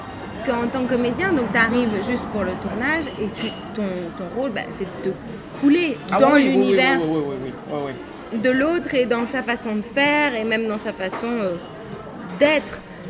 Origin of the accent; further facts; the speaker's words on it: Belgium; Je pense que les Belges ne sont même pas au courant que je suis belge.